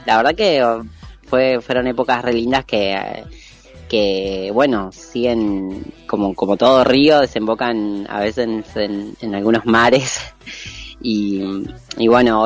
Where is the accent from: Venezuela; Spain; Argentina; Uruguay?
Argentina; moved away as an adult; Lo que nos pasa a nosotros los argentines.